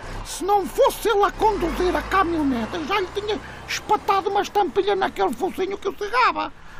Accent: Ariosa, Portugal; sou da Ariosa, tenho 34 anos

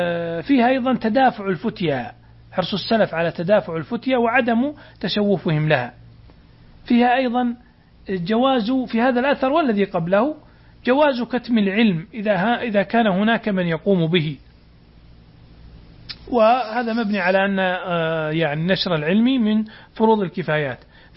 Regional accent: Saudi Arabia; وعندنا في السعودية كتاب ضخم من 10 مجلدات

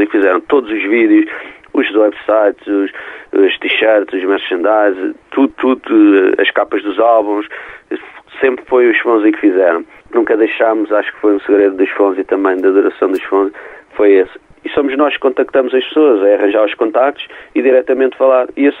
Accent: Alcântara, Lisbon, Portugal; porque somos de Alcântara e íamos uhum. a pé para o Johnny Guitar, e passávamos lá sempre, tínhamos, era 16 aninhos na altura.

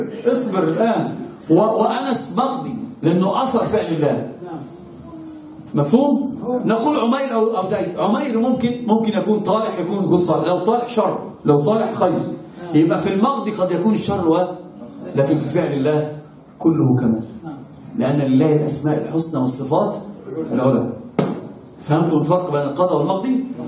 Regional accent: Egypt; شوفوا عندنا في مصر يقولون

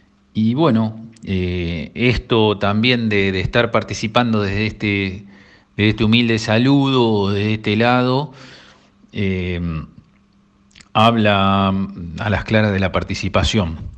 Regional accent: Punta Indio, Buenos Aires Province, Argentina; Soy de Cabañas Tunquelén, de Punta Indio.

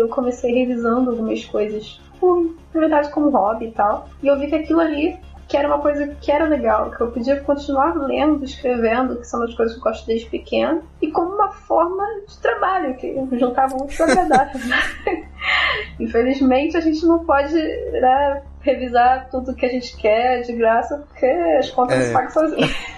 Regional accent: Rio de Janeiro, Brazil; sou do Rio, como ele falou.

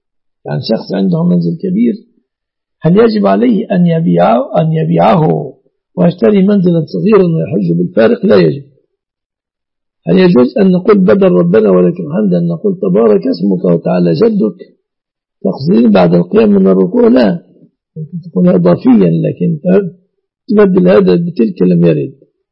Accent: Egypt; الوضع عندنا في مصر

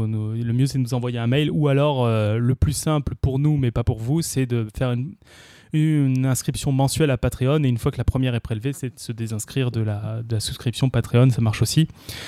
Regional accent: Tournefeuille, Occitanie, France; also born or lived in Paris; Non, je suis né à Paris, j'ai grandi à Tournefeuille.

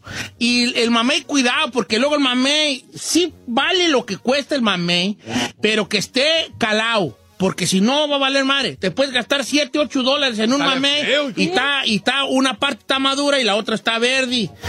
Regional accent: Michoacán, Mexico; girl, soy de Michoacán.

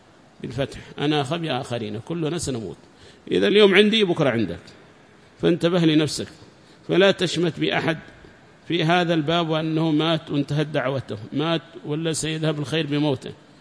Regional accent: Yemen; فمات عندنا في اليمن

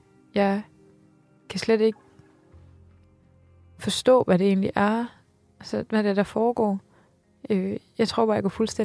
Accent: West Jutland, Denmark; also born or lived in Aarhus; now in Copenhagen, Denmark; Jeg er 27 år gammel. Jeg kommer oprindeligt fra Vestjylland, har læst på Aarhus Universitet og flyttet til København for et år siden.

